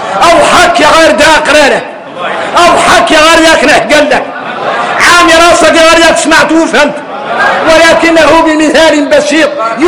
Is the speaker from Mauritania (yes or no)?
yes; Mauritania; نحن موريتاني